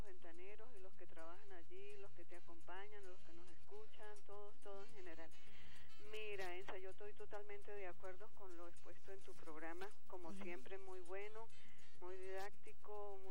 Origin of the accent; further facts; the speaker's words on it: Táchira, Venezuela; born there; sobre todo en mi estado natal, el Táchira